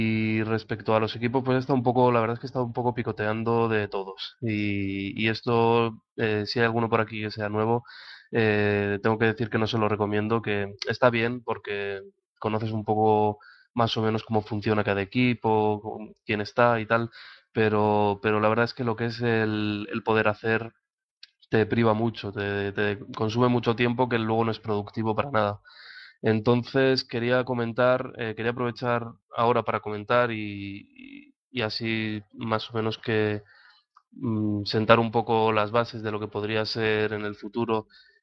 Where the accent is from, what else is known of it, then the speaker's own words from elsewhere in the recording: Valencia, Valencian Community, Spain; que es un nombre incluso más raro que el de … todavía, pero bueno, soy de Valencia y nada, pues aquí en Valencia ayudo un poco a coordinar